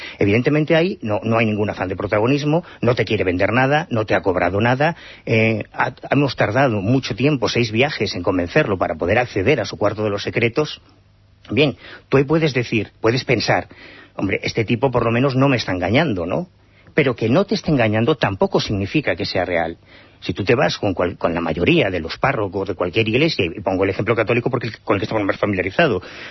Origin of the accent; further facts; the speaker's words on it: Galicia, Spain; Ya, pues yo no creo en ellos, soy gallego.